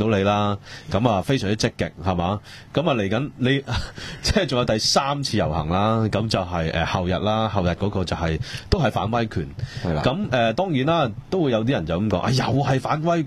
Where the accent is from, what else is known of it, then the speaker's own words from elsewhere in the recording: Hong Kong; 我覺得我哋香港人更加唔應該即係放棄咯